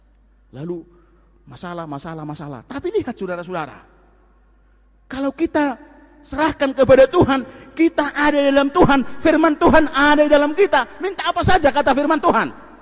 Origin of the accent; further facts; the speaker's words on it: Siborongborong, North Sumatra, Indonesia; Waktu SD, saudara, saya di Seborong-borong di Paniaran, waktu SD. Saudara, daerah kami 100% Kristen.